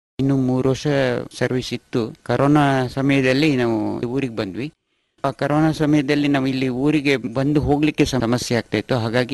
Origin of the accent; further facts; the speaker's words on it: Aigur, Karnataka, India; also born or lived in Bangalore; ನಾವು ಇಲ್ಲೇ ಹುಟ್ಟಿ ಬೆಳೆದಿದ್ದು ಸಕಲೇಶ್ಪುರ ತಾಲೂಕು ಈ ಐಗೂರು ಗ್ರಾಮದ ಹಳ್ಳಿಗದ್ದಿನಲ್ಲಿ. ಬಾಲ್ಯ ದಿನಗಳಲ್ಲಿ ಆವಾಗ ಬಹಳ ಕಷ್ಟ ದಿನಗಳಿದ್ದವು. ಹಾಗಾಗಿ ಬೆಂಗಳೂರು ಸಿಟಿ ಹೋಗ್ಬೇಕಾದ ವ್ಯವಸ್ಥೆ ಬಂತು.